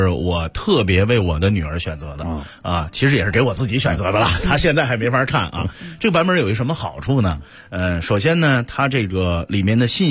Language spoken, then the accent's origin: Chinese; China; 可能就是我们中国人吧